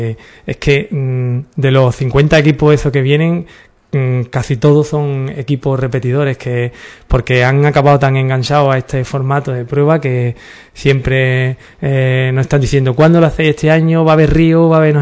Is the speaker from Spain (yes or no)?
yes; Ubrique, Andalusia, Spain; nosotros somos de Ubrique y queremos que la gente venga a conocer a nuestro pueblo.